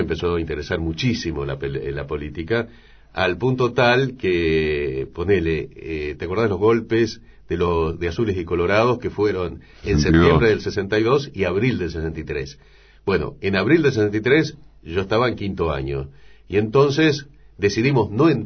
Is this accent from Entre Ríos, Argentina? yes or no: yes; San Salvador, Entre Ríos, Argentina; also born or lived in Jubileo / Concordia; Yo nací en Jubileo, hice los primeros años de la escuela primaria en Jubileo, un pueblo prácticamente inexistente. Cuarto, quinto y sexto grado lo hice en San Salvador